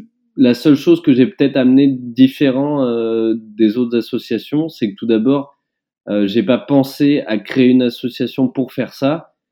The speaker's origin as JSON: {"language": "French", "town": "Roanne", "region": "Auvergne-Rhône-Alpes", "country": "France", "tie": "born there", "said": "j'étais parti marcher entre ma ville natale, Roanne, et Lyon."}